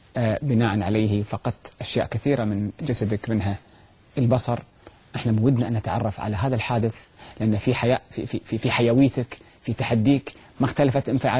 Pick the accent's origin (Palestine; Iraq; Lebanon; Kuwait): Kuwait; عندنا في الكويت